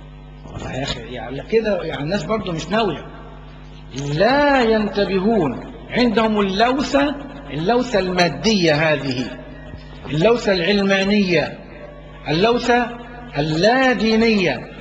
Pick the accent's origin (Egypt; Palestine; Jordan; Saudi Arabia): Egypt; وعندنا في مصر هنا اعدموا طيور كتير جدا